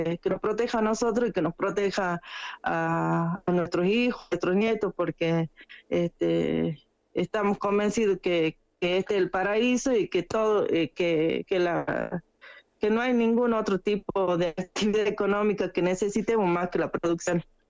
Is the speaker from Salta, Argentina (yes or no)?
yes; Cachi, Salta, Argentina; born there; yo soy nacida acá en Cachi, digamos, mi familia materna nació y vivió toda su vida al pie del Nevado, también somos productores